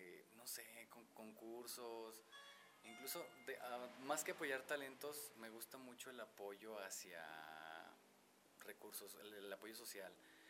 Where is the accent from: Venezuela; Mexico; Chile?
Mexico; Guanajuato; Nací en Guanajuato, soy originario de allá, tengo 27 años